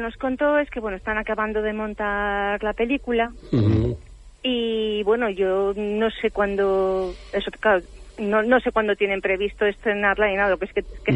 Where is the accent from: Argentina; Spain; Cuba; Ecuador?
Spain; León, Castile and León; Oye, es verdad, yo soy de León y a mí ya me está entrando eso también.